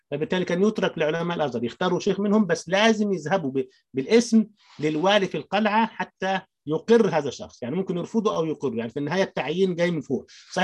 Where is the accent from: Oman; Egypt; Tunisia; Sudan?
Egypt; Upper Egypt; يعني خاصه انا من الصعيد وريف وده بلمسه بنفسي